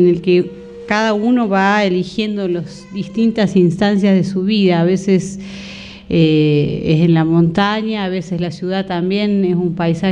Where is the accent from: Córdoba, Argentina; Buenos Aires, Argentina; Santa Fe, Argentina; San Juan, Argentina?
Córdoba, Argentina; Cosquín; born there; uno se aleja de su pueblo, cuando yo soy nacida en Cosquín y de pronto En algún momento me fui, bueno, volví